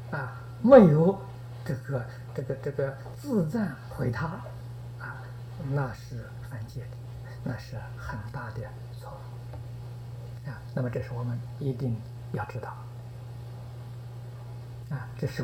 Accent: China; 这就是我们中国人讲的师承

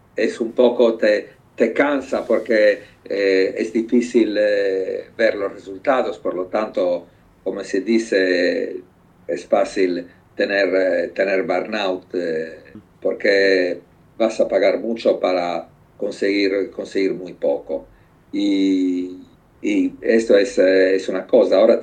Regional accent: Sardinia, Italy; Spanish is a second language; Hiciste bien a precisar que vengo de Cerdeña porque de verdad es diferente en el sentido que la isla está lejos de Italia y no puede, la realidad de Cerdeña no puede representar Italia.

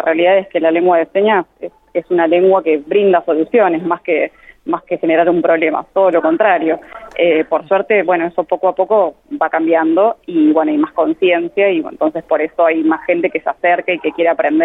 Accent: Buenos Aires, Argentina; yo no soy de La Pampa, yo soy de Buenos Aires, vivo acá en Buenos Aires.

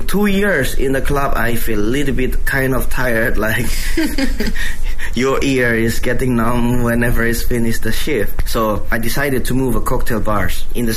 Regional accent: Indonesia; I was born in Indonesia.I'm originally Indonesian, but my father's have a background from south of China. So actually, my grandfather was born in Fuzhou.

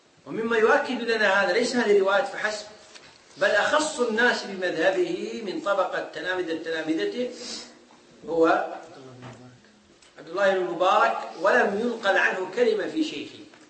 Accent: Kuwait; عندنا في الكويت

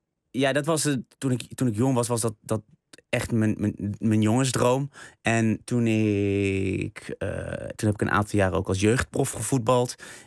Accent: Vught, North Brabant, Netherlands; In Vught, ja.

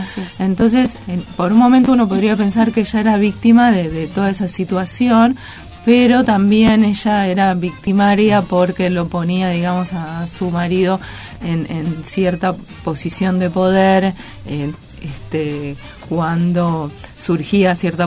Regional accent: Gálvez, Santa Fe, Argentina; Soy de Galvez.

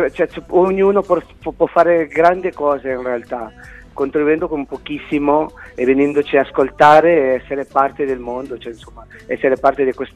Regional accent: Tingo María, Huánuco, Peru; now in Italy; ho scritto una canzone per la mia città natale che si chiama Tingo Maria, che appunto racconta una storia un po' fantastica di innamorati di natura, insomma.

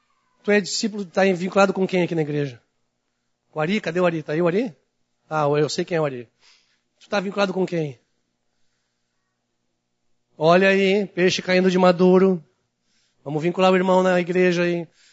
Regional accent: Porto Alegre, Rio Grande do Sul, Brazil; also born or lived in Salto do Jacuí; Salto do Jacuí. Mas eu vim de lá. Pequenininho. Depois cresci aqui em Porto Alegre.

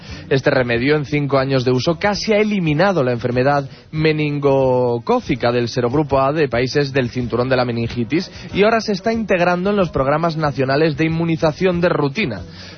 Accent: Spain; Es curioso porque yo podría decir exactamente lo mismo siendo español.

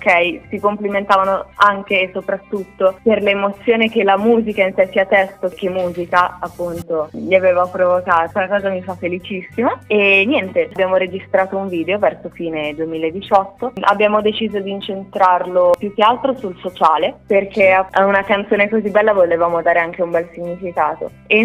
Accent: Emilia-Romagna, Italy; E io da romagnola mi sono trovata a dover imparare un pochino grossolanamente

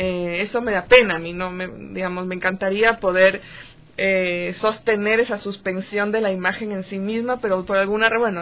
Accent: Quito, Pichincha, Ecuador; also born or lived in Guayaquil; Y con mi madre y mi hermana nos vinimos a Quito cuando yo tenía 8 años. O sea, crecí acá, soy totalmente quiteña de corazón.

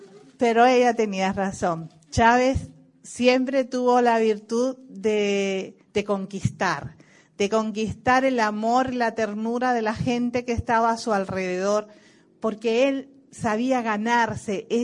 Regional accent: Cuba; yo soy latinoamericana, cubana, desde el Río Bravo hasta la Patagonia, un mismo pueblo, una misma identidad

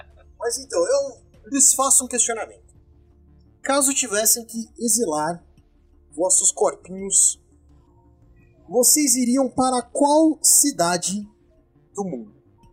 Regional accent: Campinas, São Paulo, Brazil; Não, é que eu sou de Campinas.

